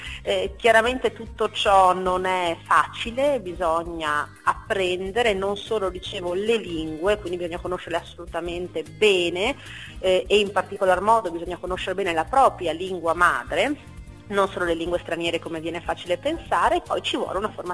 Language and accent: Italian; Padua, Veneto, Italy; io sono padovana e parlo anche un po' della realtà